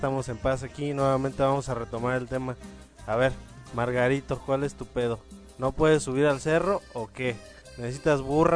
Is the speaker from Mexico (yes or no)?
yes; Mexico; tenemos que salir adelante como mexicanos.